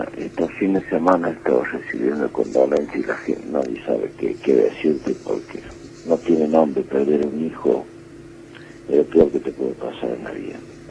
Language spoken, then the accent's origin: Spanish; Argentina; Desgraciadamente, así somos los argentinos.